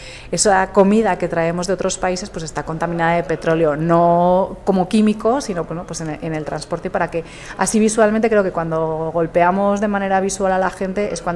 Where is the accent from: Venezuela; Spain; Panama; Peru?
Spain; Navarre; También soy navarra, entonces pienso automáticamente pimiento del piquillo en Navarra.